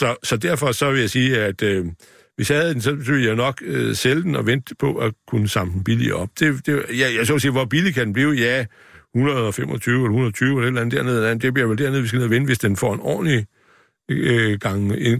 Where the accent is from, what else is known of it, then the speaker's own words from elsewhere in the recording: Kolding, Region of Southern Denmark, Denmark; Jeg kommer fra Kolding, ikke?